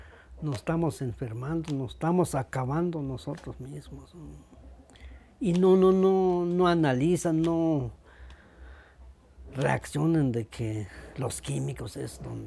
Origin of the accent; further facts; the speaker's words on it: Yetón, Chiapas, Mexico; born there; yo nací en Yetón, Aldama.